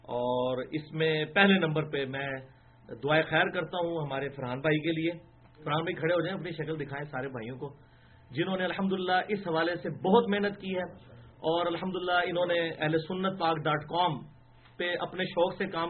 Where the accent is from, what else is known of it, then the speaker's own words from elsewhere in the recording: Jhelum, Punjab, Pakistan; now in Islamabad, Pakistan; میں چونکہ 15 سال سے اسلام آباد میں، اسلام آباد بھی میرا شہر ہے اور نیٹو سٹی تو جہلم ہے،